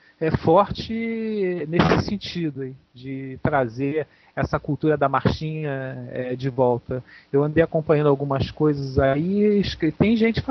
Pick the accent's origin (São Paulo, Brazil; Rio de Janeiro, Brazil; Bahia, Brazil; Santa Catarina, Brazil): Rio de Janeiro, Brazil; Eu nasci aqui, né, e a minha vida inteira aqui no Rio.